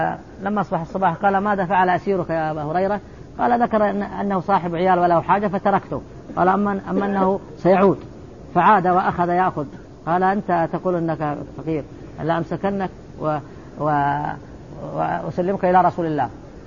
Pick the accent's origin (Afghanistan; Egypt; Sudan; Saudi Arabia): Saudi Arabia; وقرض عليها المفتي عندنا في السعودية